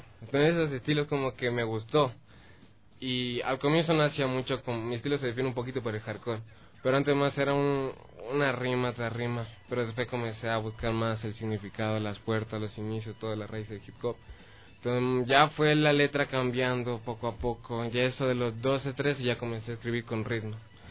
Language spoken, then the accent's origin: Spanish; Quito, Pichincha, Ecuador; soy de Quito, tengo 18 años.